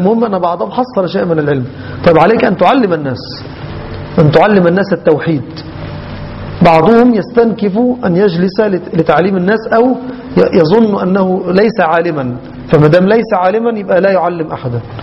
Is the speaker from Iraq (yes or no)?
no; Egypt; كما يحدث عندنا في مصر وفي البلد الأخرى